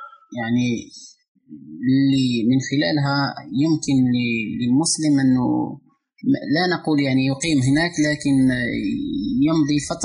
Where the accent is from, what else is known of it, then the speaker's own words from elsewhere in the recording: Algeria; عندنا في الجزائر الشباب يعني لو ننظر يعني نظرة شاملة للشعب الجزائري نرى أنه حوالي 70% أو أكثر شباب